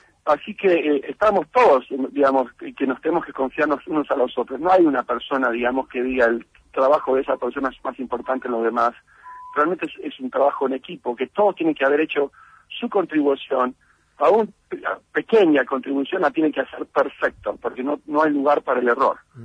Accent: Buenos Aires, Argentina; also born or lived in Villa Regina; yo crecí, nací en Villa Regina, Río Negro, crecí en Buenos Aires, soy bien porteño en ese sentido.

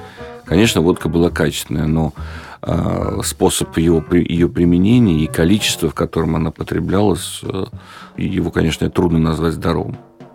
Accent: Georgia; now in Russia; детство провел не в России, в Грузии

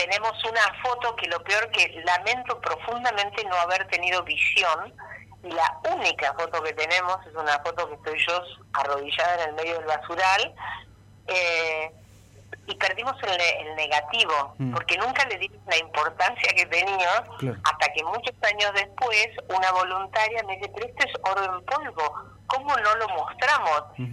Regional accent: Argentina; como somos los argentinos.

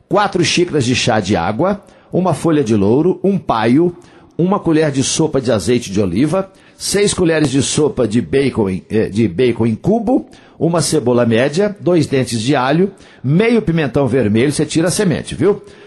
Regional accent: Coromandel, Minas Gerais, Brazil; lá na minha terra, em Coromandel.

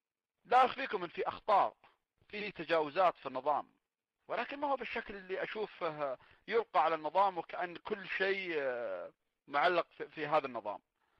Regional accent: Saudi Arabia; وهذا الشيء ما المفروض أنه يكون عندنا في السعودية

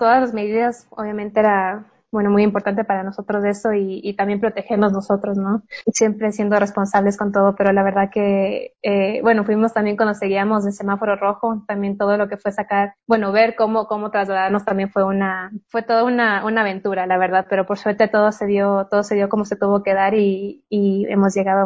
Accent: Ecuador; Para mí como cineasta y como ecuatoriana es muy importante poder enseñar un poco de lo que es el Ecuador en el exterior.

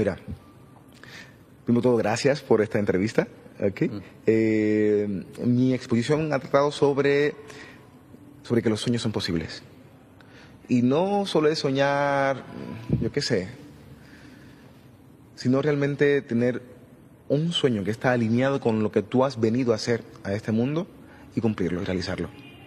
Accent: Cuba; moved away; Salí de Cuba hace 18 años, creo que fue por marzo, creo que es marzo 22, 18 años.

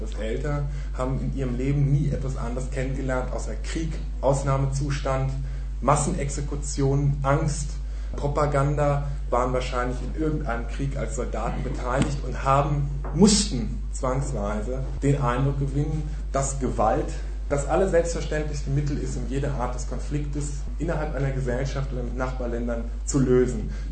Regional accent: Germany; die ja zumindest, wo ich herkomme in Deutschland, die Leute tendieren auch immer gerne dazu

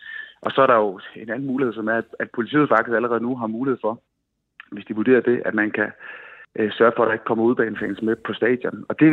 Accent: Svendborg, Region of Southern Denmark, Denmark; Jeg er fra Svendborg.

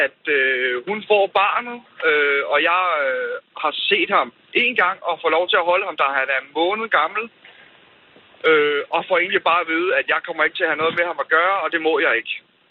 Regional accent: Zealand, Denmark; så var både hun i Sønderjylland, og jeg er fra Sjælland.

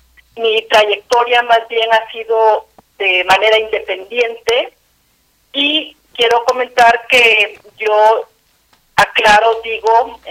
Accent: Guatemala; born there; soy guatemalteca de nacimiento, que nací en el contexto de una guerra civil que duró 36 años

